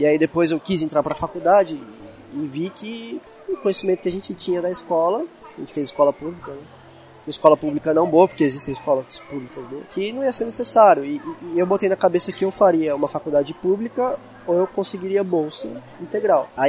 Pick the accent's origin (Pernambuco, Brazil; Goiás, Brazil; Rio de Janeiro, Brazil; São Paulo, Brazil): São Paulo, Brazil; a gente é da Zona Leste de São Paulo